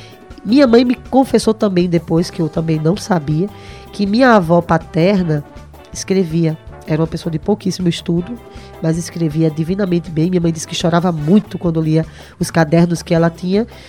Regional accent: Recife, Pernambuco, Brazil

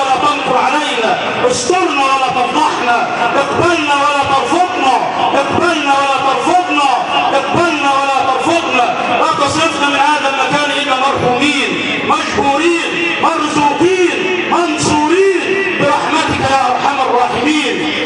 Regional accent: Egypt; اللهم اجعل بلدنا مصر بلد أمن وأمان

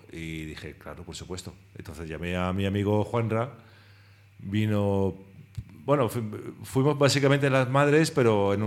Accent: Brussels, Brussels-Capital Region, Belgium; yo nací en Bruselas, en Bélgica, y mi madre que vino de Málaga y nos crió allí en Bruselas

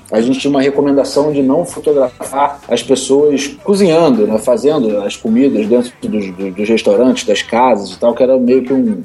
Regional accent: Brazil; Eu falei, parceiro, eu não sou italiano, eu sou do Brasil.

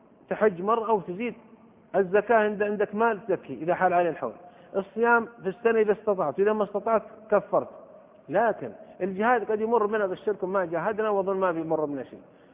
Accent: Saudi Arabia; في بلدة عندنا في السعودية كان ينبهون على الناس

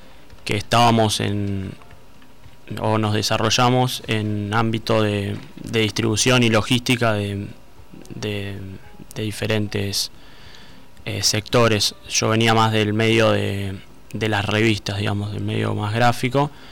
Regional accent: Bahía Blanca, Buenos Aires Province, Argentina; Yo soy de acá, de Bahía Blanca, y me fui a estudiar allá a Buenos Aires medicina.

